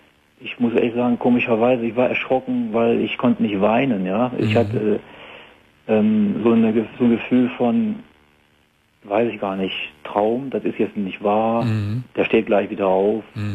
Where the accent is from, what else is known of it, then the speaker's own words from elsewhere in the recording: Germany; dann war ich im April mal wieder da in der Eifel, ne, wo ich herkomme